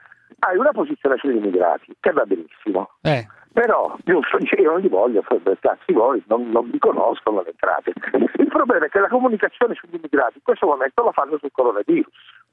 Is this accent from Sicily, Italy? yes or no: yes; Sicily, Italy; i nuovi ricchi siamo noi della Sicilia, giusto?